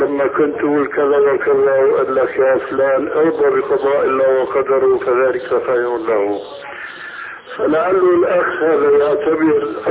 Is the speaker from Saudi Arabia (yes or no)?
no; Syria